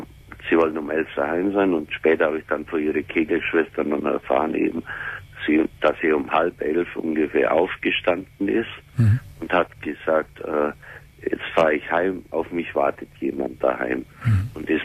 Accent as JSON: {"language": "German", "region": "Bavaria", "country": "Germany", "said": "wollten wir auf Bayern fahren, in meine Heimat."}